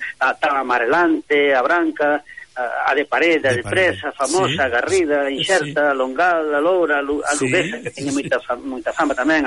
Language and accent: Galician; Lugo, Galicia, Spain; porque somos de Lugo